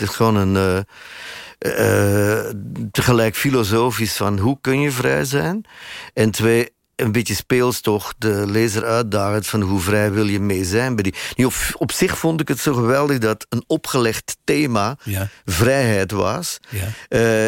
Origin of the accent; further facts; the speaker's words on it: Sint-Niklaas, Flanders, Belgium; ik kom uit Sint-Niklaas, waar dat college stond.